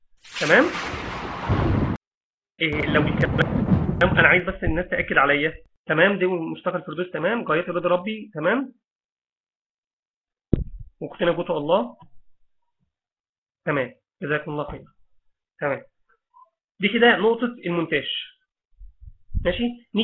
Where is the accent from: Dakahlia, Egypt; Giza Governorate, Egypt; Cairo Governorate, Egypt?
Dakahlia, Egypt; Mansoura; فمثلا انا، مثلا انا من المنصوره